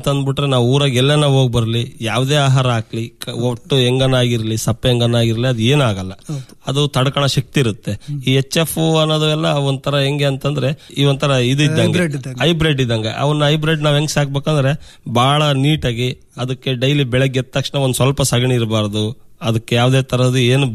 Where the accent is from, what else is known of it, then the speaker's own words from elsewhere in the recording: Konsagara, Karnataka, India; ಕೋನ್ಸಾಗರದಲ್ಲೇ ಇದೆ ಡೈರಿ, ನಮ್ಮೂರಲ್ಲೇ ಐತೆ.